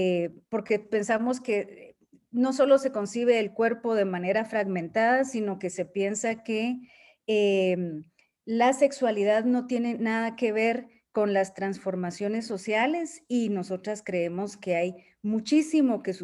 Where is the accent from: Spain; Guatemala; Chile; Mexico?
Guatemala; Soy de Guatemala. Soy feminista, terapeuta y antropóloga.